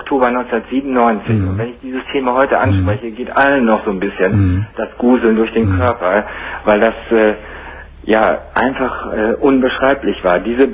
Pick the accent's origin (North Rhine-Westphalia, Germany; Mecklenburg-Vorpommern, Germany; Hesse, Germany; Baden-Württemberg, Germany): North Rhine-Westphalia, Germany; now in Oldenburg, Germany; ich rufe aus Oldenburg in Niedersachsen an, aber als Sauerländer habe ich natürlich immer noch die bisschen Verbindung zum WDR.